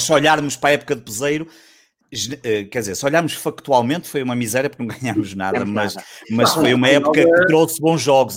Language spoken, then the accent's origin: Portuguese; Porto, Norte, Portugal; também sou aqui do Porto e morei, e sou um bocadinho mais velho do que tu